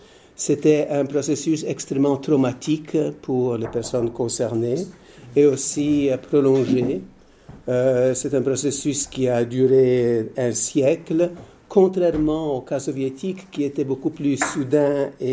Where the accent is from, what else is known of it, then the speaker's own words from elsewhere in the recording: Quebec, Canada; French is a second language; also born or lived in England / United States; now in Switzerland; je suis d'origine polonaise, je suis né en Angleterre. J'ai grandi au Canada, au Québec. J'ai fait mes études aux États-Unis et en Grande-Bretagne. Je suis en Suisse depuis 25 ans.